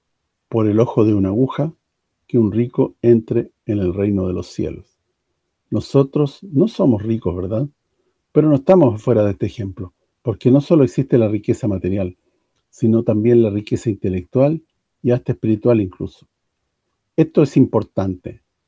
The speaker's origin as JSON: {"language": "Spanish", "region": "Sicily", "country": "Italy", "said": "Esto es lo que me queda por hacer en mi tierra, en Sicilia."}